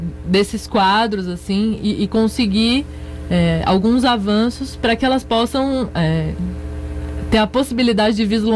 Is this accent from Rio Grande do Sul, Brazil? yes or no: no; São Paulo, Brazil; born there; eu sou nascida em São Paulo